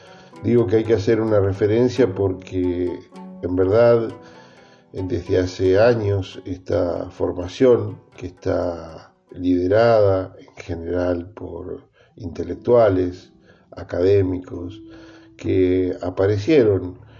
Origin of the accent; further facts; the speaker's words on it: Argentina; nos tiene que llamar la atención como latinoamericanos y como argentinos